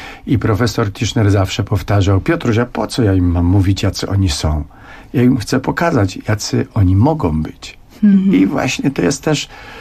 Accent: Podhale, Poland; jestem zurbanizowanym góralem.

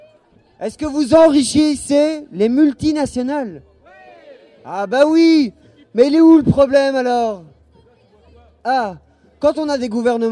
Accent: Belgium; je suis belge et je bois une bière polonaise.

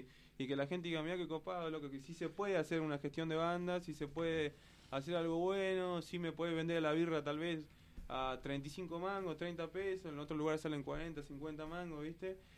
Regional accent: El Carmen, Jujuy, Argentina; El Carmen es un pueblito que queda lo más al sur de Jujuy, digamos, ya lo más cercano a Salta, de unos 15.000 habitantes

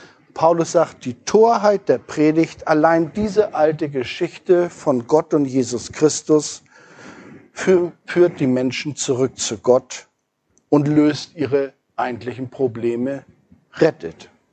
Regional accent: Hamburg, Germany; wenn man so als Hamburger hierher kommt und eine Wiese von Lila sieht.

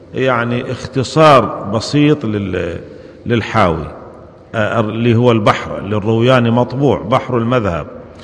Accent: Syria; عندنا في سوريا يقولون هذا

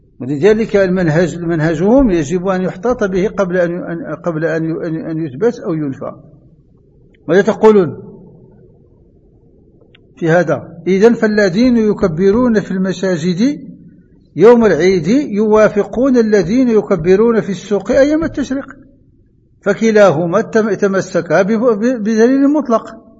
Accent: Morocco; كما هو معتد عندنا في المغرب

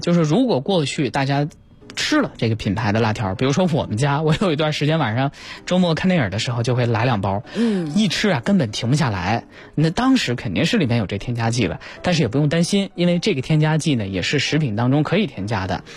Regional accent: Northwest China, China; 你看我是西北人

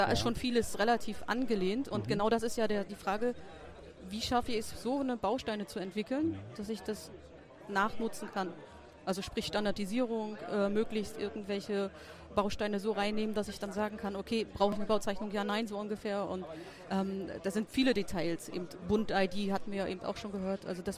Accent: Mecklenburg-Vorpommern, Germany; Ich komme aus Nordwestmecklenburg und ich beschäftige mich auch mit der Verwaltungsdigitalisierung.

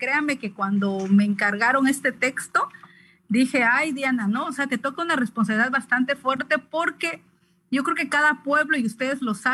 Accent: Oaxaca, Mexico; yo soy reportera zapoteca del Istmo de Tehuantepec, en Oaxaca, México.

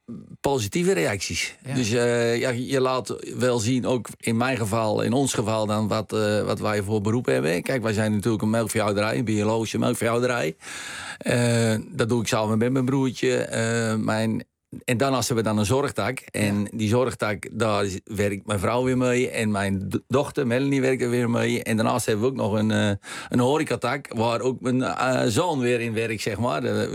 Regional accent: Spakenburg, Utrecht, Netherlands; Geboren en getogen in Spakenburg, maar wel Eemdijker. Ik ben een geboren en getogen Eemdijker.

